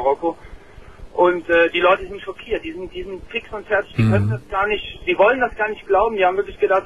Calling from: Germany; Ich rufe aus Deutschland an und der Grund ist mitunter auch, ich bin Moslem, ich bin Deutscher und bin Moslem.

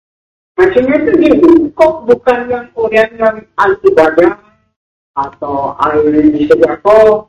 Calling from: South Sumatra, Indonesia; dari Sumatera Selatan.

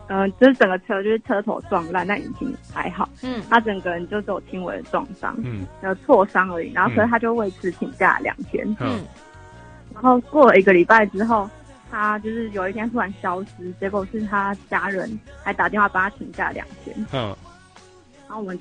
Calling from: New Taipei, Taiwan; 我是新北的150社畜。

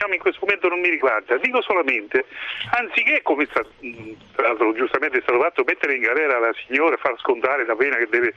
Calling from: Terni, Umbria, Italy; sono io da Terni, sì. Volevo portare questa mia esperienza.

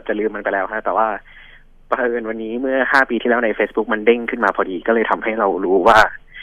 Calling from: Pathum Thani, Thailand; ปทุมธานีครับ

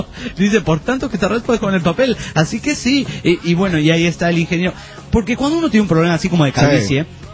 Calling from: Cárdenas, Tabasco, Mexico; de Cárdenas, Tabasco, México, y quiero decirles que su programa está de poca madre.

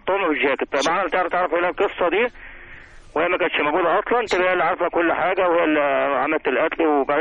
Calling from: Bulaq al-Dakrur, Giza Governorate, Egypt; من بولاق دكرور.

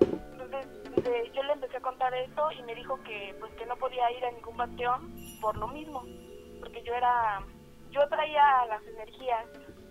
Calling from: Texcoco, State of Mexico, Mexico; De Texcoco.

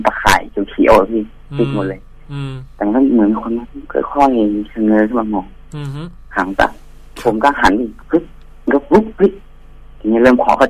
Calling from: Bangkok, Thailand; กรุงเทพครับพี่พระราม3

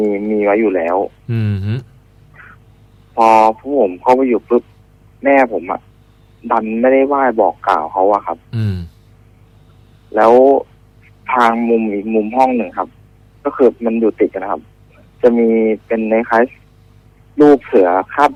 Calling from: Bangkok, Thailand; อยู่แถวจรัญครับ

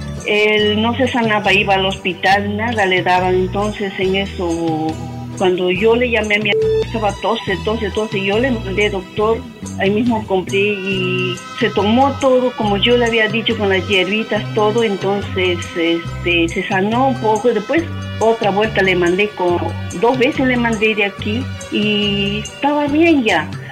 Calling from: Santa Anita, Lima, Peru; soy de Santa Anita, le estoy llamando de ahí.

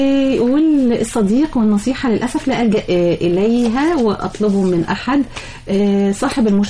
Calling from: Mansoura, Dakahlia, Egypt; طبعا انا بسمعكم من المنصوره

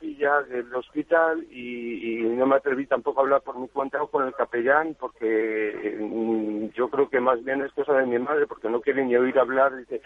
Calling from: Madrid, Community of Madrid, Spain; de Madrid.

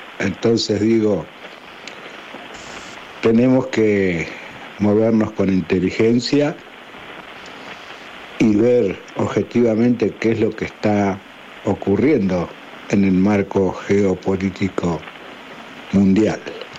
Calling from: Lobería, Buenos Aires Province, Argentina; de Lobería.

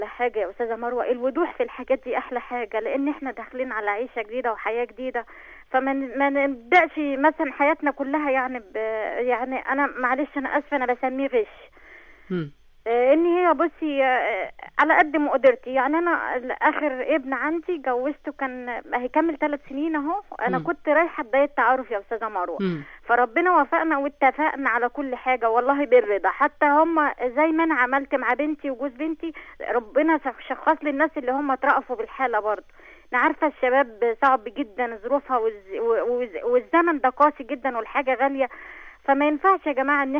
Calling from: Ismailia, Ismailia Governorate, Egypt; أنا من عليا من الإسماعيلية.

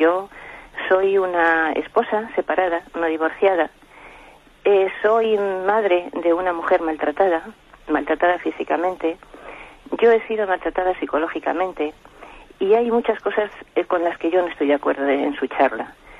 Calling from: Madrid, Community of Madrid, Spain; de Madrid.

